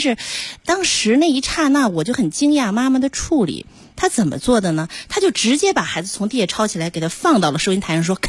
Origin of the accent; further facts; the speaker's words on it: Beijing, China; 用我们北京人的话说，还是我太教条